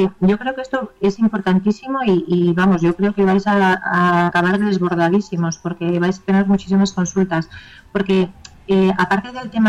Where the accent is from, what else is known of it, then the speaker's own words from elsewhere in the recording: Spain; es cierto que siempre somos españoles